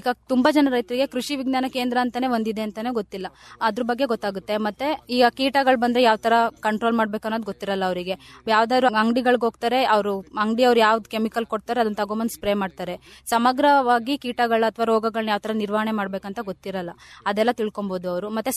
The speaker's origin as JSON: {"language": "Kannada", "town": "Arsikere", "region": "Karnataka", "country": "India", "said": "ನಾನು ಮೂಲತಃ ಅರಸೀಕೆರೆ ತಾಲೂಕವಳಾಗಿರ್ತೀನಿ."}